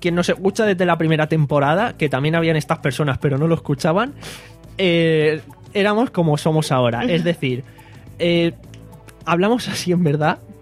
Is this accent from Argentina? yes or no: no; Alicante, Valencian Community, Spain; somos de la Virgen del Remedio.